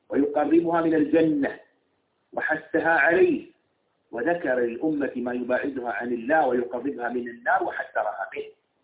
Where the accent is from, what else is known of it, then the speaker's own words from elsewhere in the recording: United Arab Emirates; مثل عندنا في الإمارات يقال